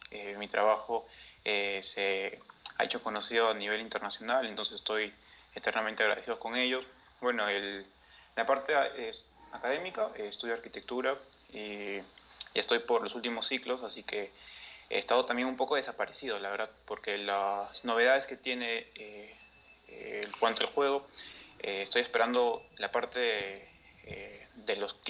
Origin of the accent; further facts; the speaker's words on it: Peru; tengo 20 años, acabo de cumplir hace unos meses. Mm-hmm. Soy de Perú